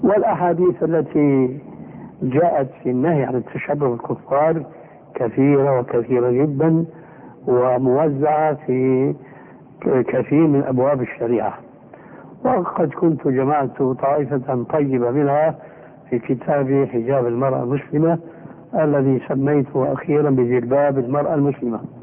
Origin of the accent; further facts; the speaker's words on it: Syria; كما يقول العام عندنا في سوريا